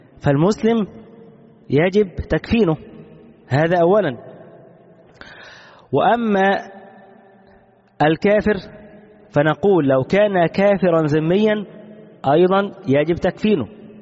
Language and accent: Arabic; Egypt; كما هو الشائع عندنا في مصر